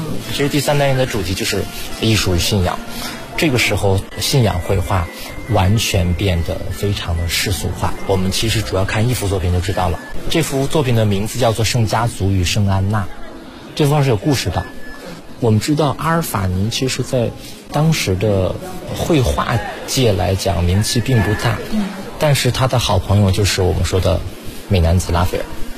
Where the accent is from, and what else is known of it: China